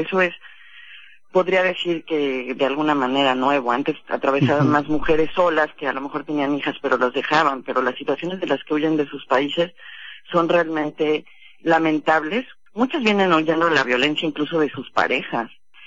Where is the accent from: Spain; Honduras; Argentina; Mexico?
Mexico; tenemos que hacernos muy conscientes como mexicanas y mexicanos